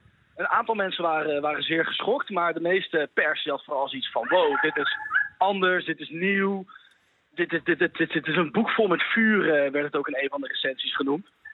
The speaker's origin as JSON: {"language": "Dutch", "country": "Netherlands", "said": "Maar als Nederlander zijnde is het natuurlijk wel leuk om te denken"}